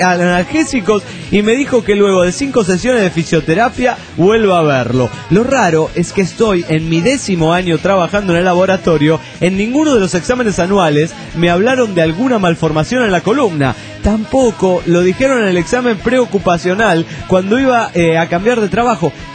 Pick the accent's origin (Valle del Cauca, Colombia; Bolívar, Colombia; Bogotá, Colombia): Valle del Cauca, Colombia; Tuluá; Tuluá, mi tierra natal, amenazaron a la policía